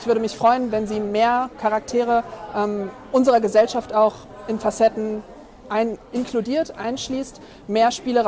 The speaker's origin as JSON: {"language": "German", "region": "Hamburg", "country": "Germany", "said": "ich komme aus Hamburg tatsächlich, bin 28 Jahre alt."}